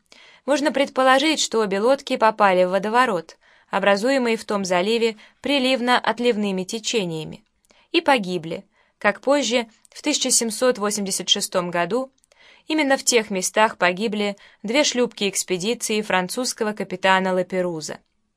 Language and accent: Russian; Krasnoyarsk, Krasnoyarsk Krai, Russia; Лично я, как красноярец, должен еще непременно упомянуть, к сведению жителей нашего города